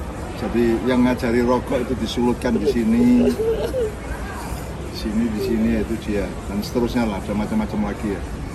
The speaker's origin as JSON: {"language": "Indonesian", "region": "Java", "country": "Indonesia", "said": "Saya orang Jawa"}